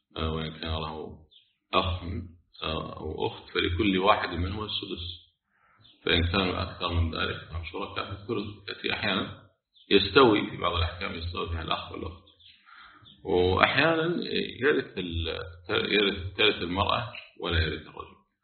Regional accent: Kuwait; يعني احنا عندنا في الكويت الحمد لله البلديه تشيل كل شيء كفان

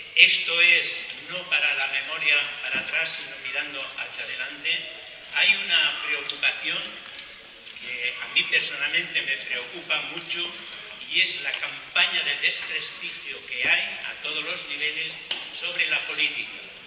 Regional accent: Zaragoza, Aragon, Spain; Me presento porque no soy de aquí. … vengo de Zaragoza.

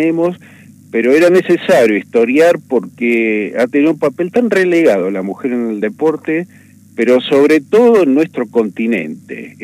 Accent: Buenos Aires, Argentina; Yo provengo de la ciudad de Buenos Aires y además soy profesor terciario universitario.

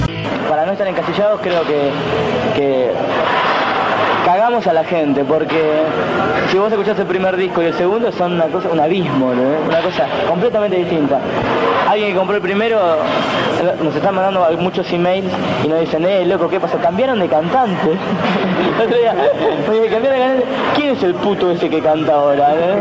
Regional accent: Mar del Plata, Buenos Aires Province, Argentina; No, nunca dejamos Mar del Plata. Somos todos de Mar del Plata.

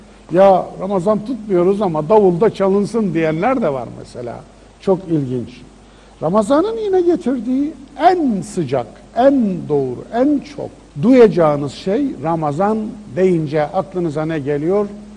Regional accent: Kayseri, Turkey; Veya Mardin'in sokaklarında değil de benim memleketim Kayseri'nin sokaklarında.

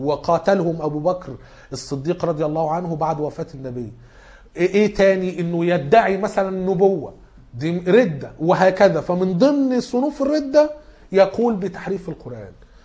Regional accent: Egypt; احنا كمصريين دخلنا الدين عن طريق عمرو بن العاص اللي كان فتح مصر على أيام عمر بن الخطاب.

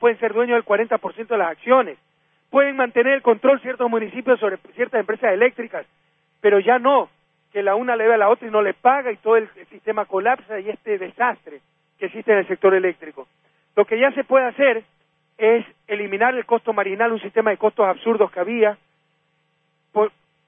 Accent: Guayaquil, Guayas, Ecuador; born there; que es la Guardia de Choque del Partido Social Cristiano en mi ciudad natal.

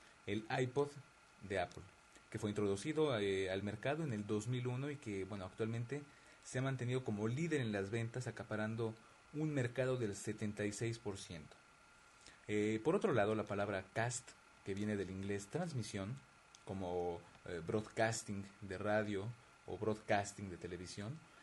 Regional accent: Mexico; now in Paris, France; un programa de radio que se registra en vivo y en directo desde la ciudad de París, Francia, aunque, bueno, claro, como yo soy mexicano, esto es y será un podcast en español.

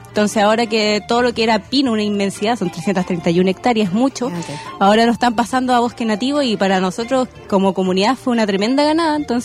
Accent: Valdivia, Los Ríos, Chile; yo soy de Valdivia, en específico de una isla, Isla del Rey.

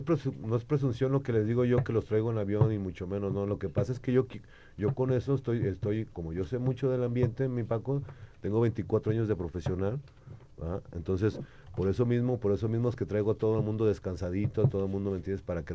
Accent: Jalisco, Mexico; que son mis paisanos, que somos de Jalisco, ¿va?

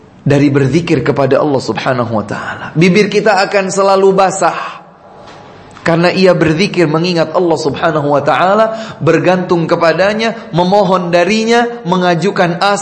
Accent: Java, Indonesia; Kalau kita orang Jawa bilang, kita ini dipretelin, diprotolin.

